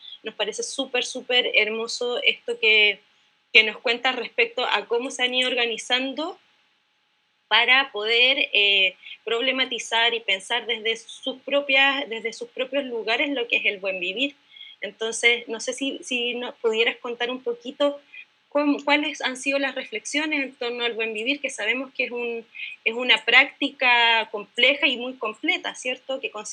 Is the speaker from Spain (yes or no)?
no; Chile; yo soy de Chile